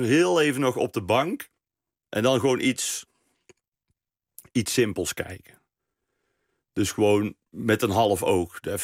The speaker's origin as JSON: {"language": "Dutch", "town": "Best", "region": "North Brabant", "country": "Netherlands", "said": "Ik kwam uit Best, hè?"}